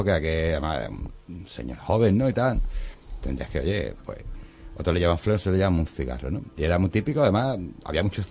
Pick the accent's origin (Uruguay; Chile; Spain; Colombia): Spain; Algeciras, Andalusia; now in Seville, Spain; yo soy algecireño, mucha honra, aunque vivo aquí en Sevilla hace muchos años, pero yo soy de Algeciras.